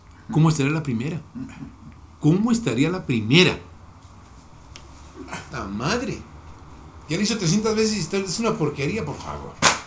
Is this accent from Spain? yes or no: no; Mexico; Y como mexicanos tenemos esa estigma.